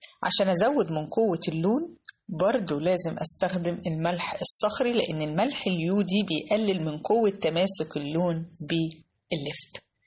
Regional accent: Egypt; أشهر استخدام لللفت عندنا كمصريين اللفت ببطرمان المخلل

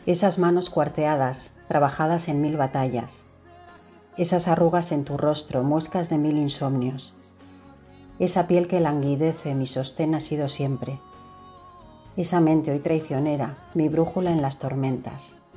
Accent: Bilbao, Basque Country, Spain; soy de Bilbao y bueno, pues quería agradecer

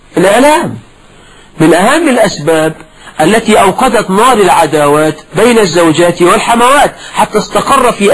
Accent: Egypt; ده مثلا عندنا في مصر. ويقول لك ربي يا خيبة للغيبة، ده مثل برضه مصري.

